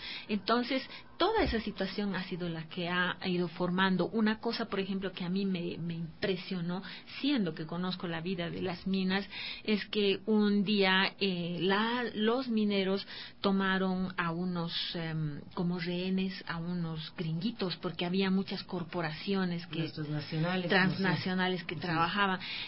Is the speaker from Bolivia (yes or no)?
yes; Bolivia; en mi país, en Bolivia, hay muchas mujeres que a partir de, a pesar que yo soy minera